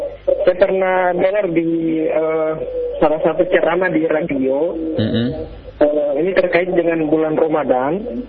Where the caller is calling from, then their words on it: Gorontalo, Indonesia; di Gorontalo.